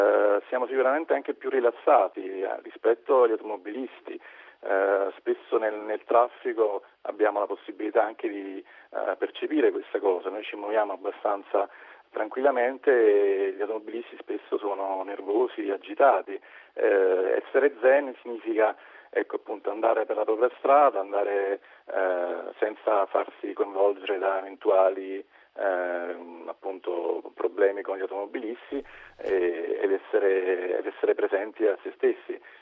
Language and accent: Italian; Naples, Campania, Italy; Io sono di Napoli e 6 anni fa